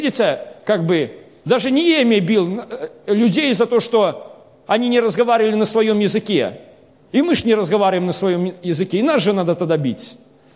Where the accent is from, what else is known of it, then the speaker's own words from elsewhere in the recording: Belarus; Я сам по национальности белорус, но большинство у нас в Беларуси разговаривает на русском языке.